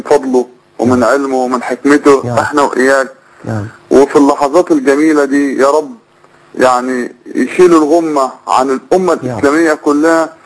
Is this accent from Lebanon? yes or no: no; Egypt; وبيسعوا اللي يقلبوها حضرتك عندنا في مصر